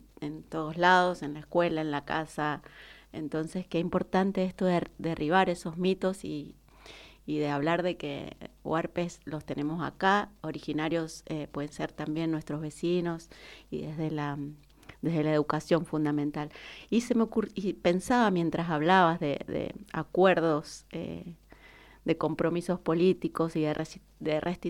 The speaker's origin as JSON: {"language": "Spanish", "town": "Rivadavia", "country": "Argentina", "said": "Yo casualmente soy de Rivadavia"}